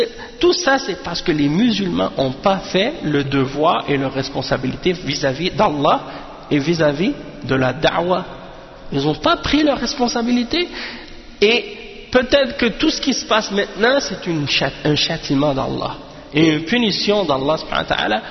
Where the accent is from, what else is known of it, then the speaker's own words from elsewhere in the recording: Montreal, Quebec, Canada; born there; je suis né à Montréal, je ne connais même pas ces choses-là.